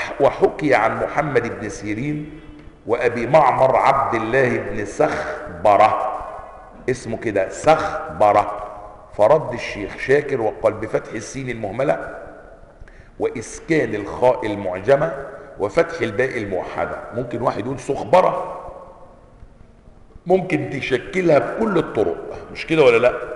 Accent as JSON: {"language": "Arabic", "country": "Egypt", "accent": "Egyptian", "said": "طب عايزني اتكلم سعودي؟ من السعودي؟ اتكلم يمني مانيش يمني؟"}